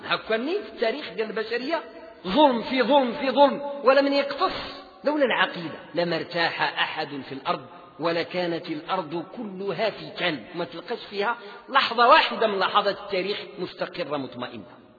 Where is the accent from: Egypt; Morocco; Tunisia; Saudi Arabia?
Morocco; بحال احنا عندنا في المغرب، واحدة غربية واحدة شرقية.